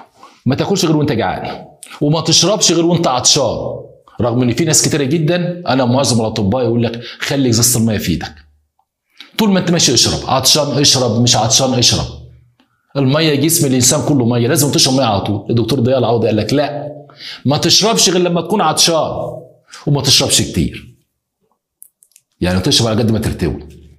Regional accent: Egypt; احنا عندنا في مصر على فكرة اساتذة كبار

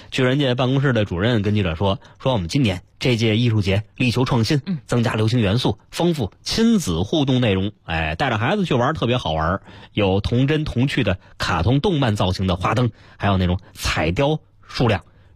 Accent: Beijing, China; 基本上就从来没离开过北京

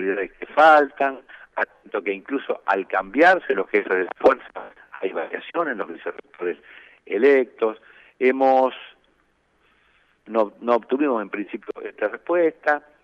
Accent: Santa Fe, Argentina; Yo soy de Santa Fe, soy profesor titular de la Facultad de Derecho

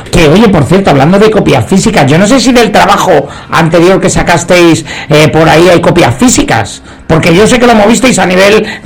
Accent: Albacete, Castilla-La Mancha, Spain; Sí, bueno, no lo he dicho, pero es que soy de Albacete, si no me equivoco, ¿verdad?

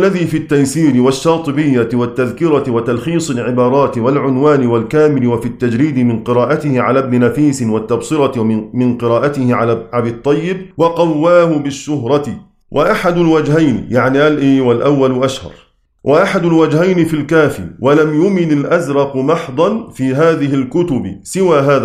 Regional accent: Egypt; كلمة درجة عندنا في مصر وفي كل الدنيا

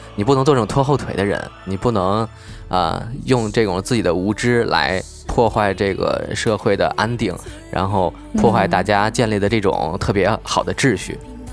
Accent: China; 这可能就是作为中国人骨子里独有的吧

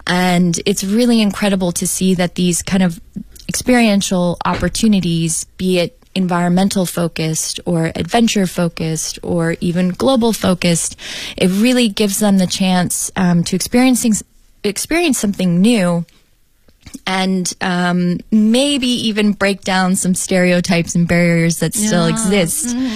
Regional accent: Canada; I didn't view them as different because we are all Canadian and equally Canadian.

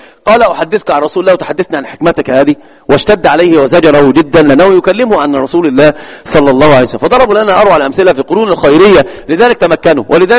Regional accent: Egypt; والمثل عندنا في مصر يقول سل مجرب ولا تسأل إيش طبيب

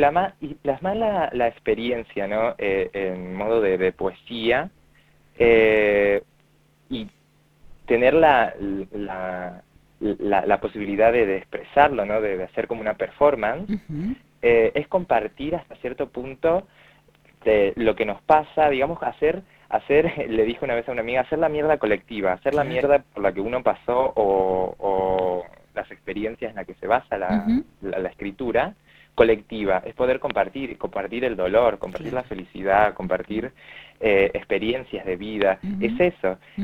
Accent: Misiones, Argentina; now in Vicente López, Argentina; Hace 6 años Bien. Que vivo acá en Vicente López, porque Bien. Soy de Misiones en realidad.

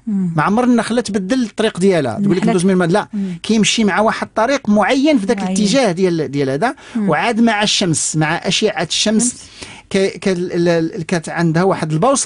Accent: Morocco; انا بوحدي من المغرب

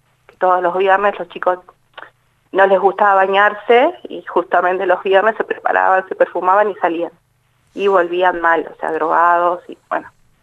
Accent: Buenos Aires, Argentina; Yo soy de Buenos Aires, hace 3 años que vivo acá

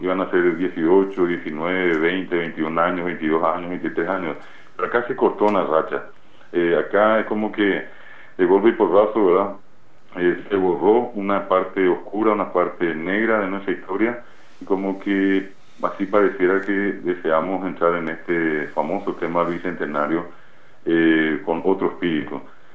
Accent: Paraguay; mucha gente que está allí, paraguayos que fueron a los Estados Unidos, como paraguayos que estamos acá.

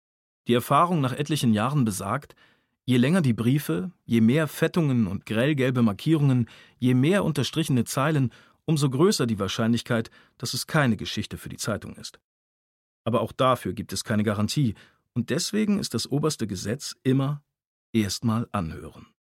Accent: Germany; Wir sind beide in der Nähe der österreichischen Grenze aufgewachsen.

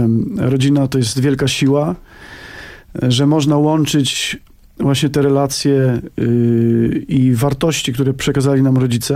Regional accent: Lesser Poland, Poland; my pochodzimy z Małopolski, tam taka góralskie zacięcie biesiadne u nas jest właściwie nieodłącznym takim elementem naszego życia rodzinnego.

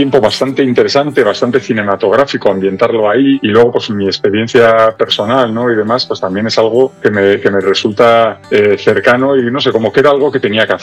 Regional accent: Bilbao, Basque Country, Spain; yo soy de Bilbao y soy del 78

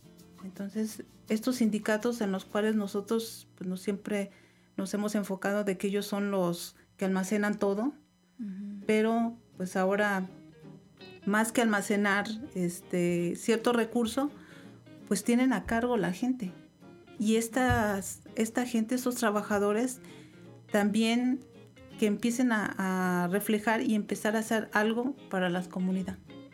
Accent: Tuxpan, Mexico; De hecho, yo soy originaria de Tuxpan y esta sería la tercera que llevo allá

